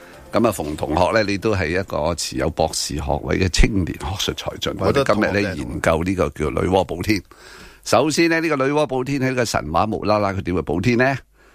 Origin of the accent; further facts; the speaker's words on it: Hong Kong; 所以真系啊，我哋香港人咧真系好幸运啊！